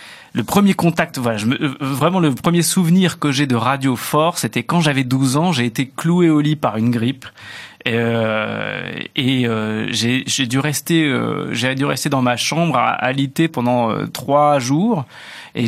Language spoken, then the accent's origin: French; Hauts-de-France, France; À Roubaix, dans le Nord, puisque je viens du Nord.